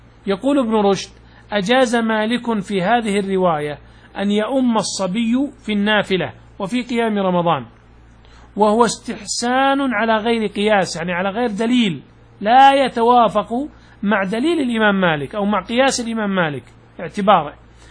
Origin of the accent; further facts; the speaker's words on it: Najd, Saudi Arabia; تقلط عندنا في نجد معناها أنك تدخل البيت،